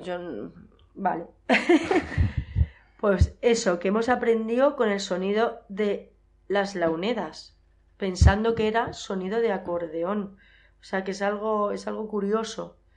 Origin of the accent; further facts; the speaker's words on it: Yeste, Castilla-La Mancha, Spain; la música tradicional que bailo yo en mi pueblo, las jotas y las malagueñas de la Sierra de Yeste.